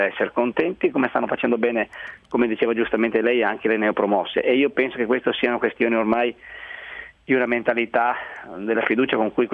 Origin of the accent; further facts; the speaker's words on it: Montebelluna, Veneto, Italy; now in Udine, Italy; sono di Montebelluna, provincia di Treviso, Veneto, e però adesso sono stabilizzato lì a Udine, quando ho fatto calciatore mi sono sposato lì